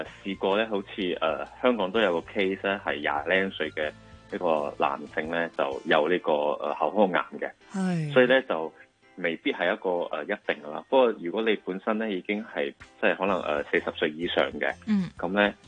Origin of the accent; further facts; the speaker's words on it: Malaysia; 但系喺我嘅乡下咧，即系马来西亚咧。